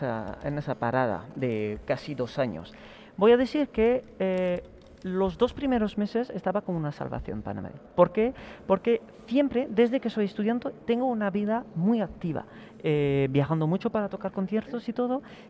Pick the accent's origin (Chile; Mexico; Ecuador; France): France; Spanish is a second language; now in Spain; sobre todo en mi país, la Francia, en el que todavía no se puede ni tocar conciertos